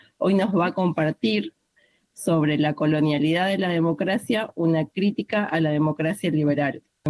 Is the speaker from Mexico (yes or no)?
no; Bolivia; now in Argentina; Nosotros con mi compañera Clau, que somos migrantes bolivianas en Argentina